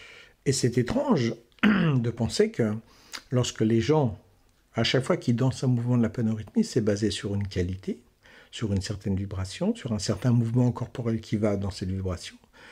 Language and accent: French; Quebec, Canada; Je viens du Québec, je te dis. Je trouve que c'est un pays drôlement chouette.